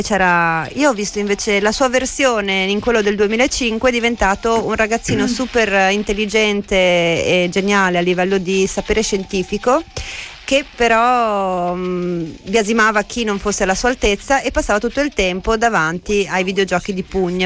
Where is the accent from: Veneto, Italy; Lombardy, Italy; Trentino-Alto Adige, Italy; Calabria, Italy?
Veneto, Italy; perché io sono veneta, quindi gioco in casa.